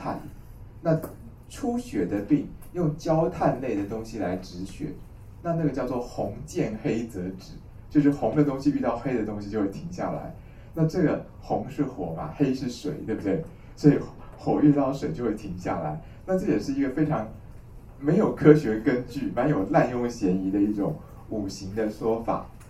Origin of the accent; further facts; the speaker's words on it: China; 黄芩啊，是一个我们中国人的寒凉药